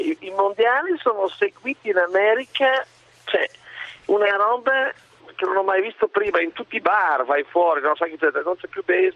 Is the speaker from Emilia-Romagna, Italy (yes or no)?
yes; Bologna, Emilia-Romagna, Italy; Sono di Bologna